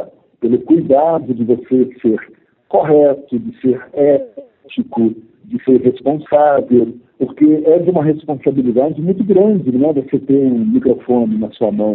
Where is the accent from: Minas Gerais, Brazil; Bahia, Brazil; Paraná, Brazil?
Minas Gerais, Brazil; also born or lived in Rio de Janeiro; morava em Varginha, sul de Minas Gerais, e fui fazer esse vestibular no Rio. Queria me mudar para o Rio de Janeiro. Eu sou mineiro, né?